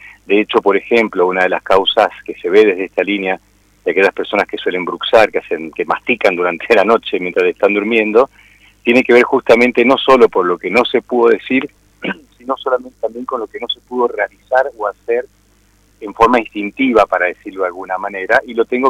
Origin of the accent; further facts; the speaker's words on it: Mendoza, Argentina; born there; moved away as an adult; Sí, un poco de retorno porque estoy volviendo también a mi provincia. Yo nací aquí en Mendoza, me fui a los 20 años dando vueltas y formándome en distintas líneas. Bueno, y ahora estoy acá